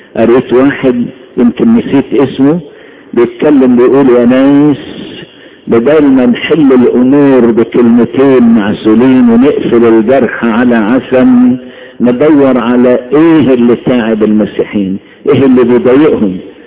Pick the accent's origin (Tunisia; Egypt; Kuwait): Egypt; مصري قبل اي انسان